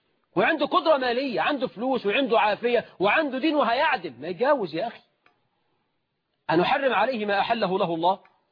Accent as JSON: {"language": "Arabic", "country": "Egypt", "said": "احنا في الريف عندنا في مصر وفي الصعيد"}